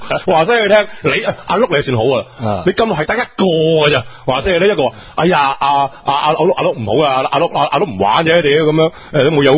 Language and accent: Cantonese; Foshan, Guangdong, China; 所以我佛山人，我唔好食啦。